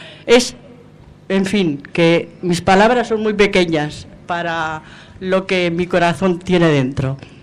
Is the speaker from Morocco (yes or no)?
no; Logroño, La Rioja, Spain; Bueno, yo de casualidad estoy aquí, soy de Logroño, pero tengo una hija aquí